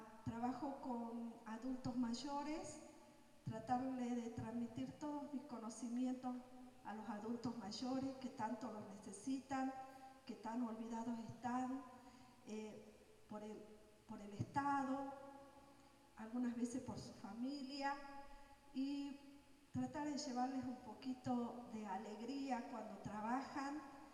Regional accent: Salta, Argentina; Yo soy de aquí, de Salta, hermana de César.

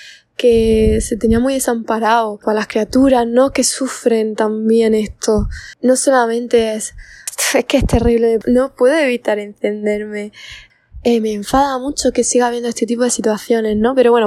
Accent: Andalusia, Spain; pongo a Andalucía de referencia porque soy de Andalucía

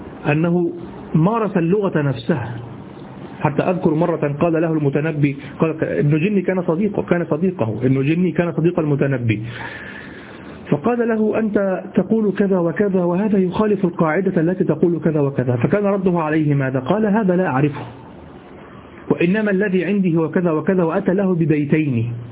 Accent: Egypt; accent: Egyptian; كما تقول أنت لشخص في لهجتنا المصرية مثلا

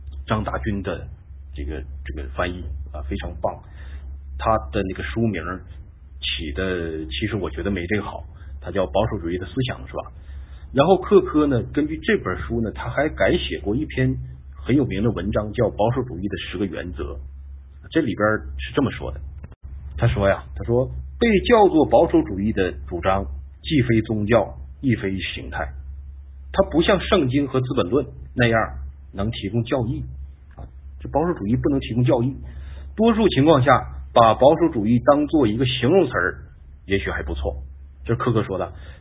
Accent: China; 外国的传统再好，对于我们中国人来说是陌生的

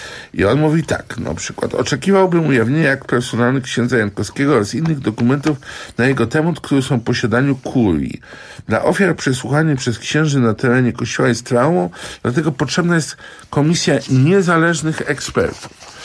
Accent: Gdańsk, Pomeranian Voivodeship, Poland; ja jestem gdańszczaninem

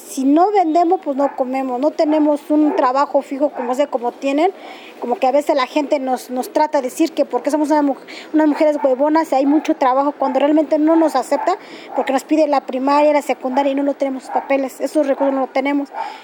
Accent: Santiago Mexquititlán, Querétaro, Mexico; moved away; Nosotros vinimos del estado de Querétaro, municipio Amealco, Santiago Mixtitlán.

